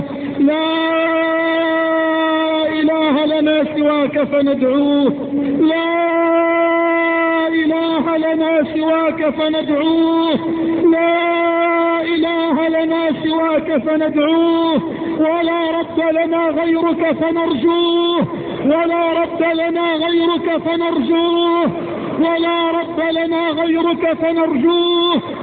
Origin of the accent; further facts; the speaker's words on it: Egypt; اللهم اجعل بلدنا مصر واحة للأمن والأمان